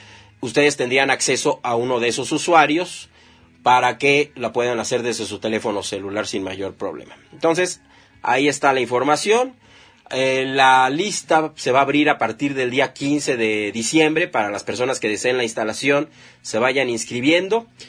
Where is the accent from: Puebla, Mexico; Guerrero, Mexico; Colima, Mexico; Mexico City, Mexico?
Mexico City, Mexico; muchos bikers también somos de la Ciudad de México y luego nos vamos a rodar a otro estado.